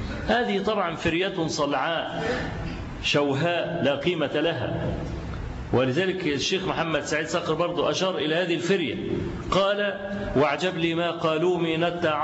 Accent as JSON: {"language": "Arabic", "country": "Egypt", "said": "وأنا ما بقولش الكلام ده لأن أنا مصري"}